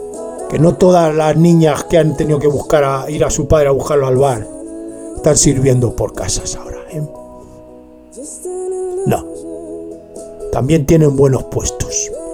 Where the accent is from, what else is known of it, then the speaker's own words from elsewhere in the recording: Spain; Soy, claro que soy español, hombre. Me se nota. Además, es que me se nota. Me se nota que soy español. En cuanto me oís hablar, es español.